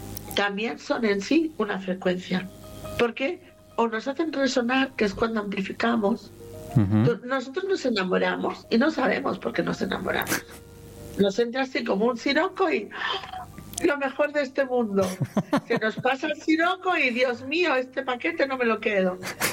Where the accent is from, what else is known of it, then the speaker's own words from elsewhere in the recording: Barcelona, Catalonia, Spain; born there; yo nací en Barcelona, ganara quien ganara, yo ganaba.